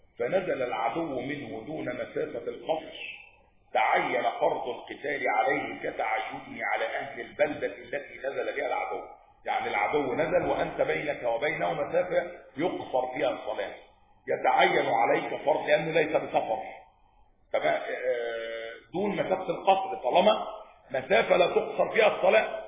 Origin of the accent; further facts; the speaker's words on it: Egypt; أقرب الحروب التي حدث فيها جهاد الدفع في بلدنا مصر